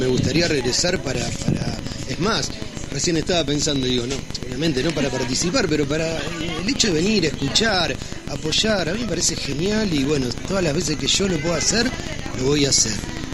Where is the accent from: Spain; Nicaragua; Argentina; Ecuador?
Argentina; Rosario, Santa Fe; yo vengo de Rosario.